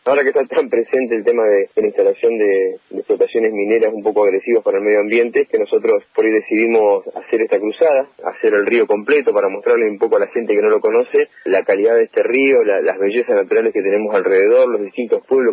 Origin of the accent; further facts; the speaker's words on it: Argentina; Lo que destaca a nosotros como pueblo, como sociedad argentina